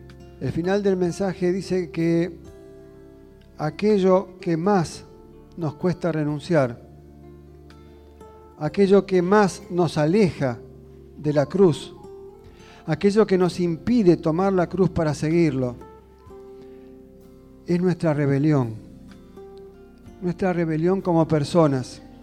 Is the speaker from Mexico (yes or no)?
no; Argentina; es lo que nos está pasando como argentinos.